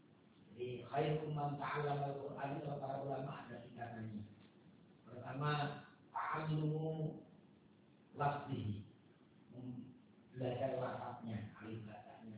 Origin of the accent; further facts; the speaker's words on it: Polokarto, Central Java, Indonesia; meskipun tadi saya disebut dari Karto Solo, tapi sebenarnya saya dari Bimbing, Polokarto, Sukoharjo. Mungkin saya pekerjaannya atau ngajarnya di Yayan Surakarta yang ada di Karto Solo.